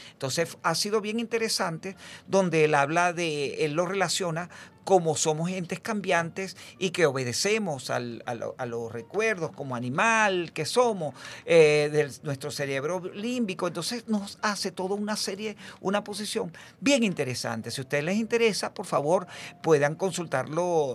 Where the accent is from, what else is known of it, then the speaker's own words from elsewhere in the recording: Venezuela; Como lo somos todos los venezolanos, que somos así, dadores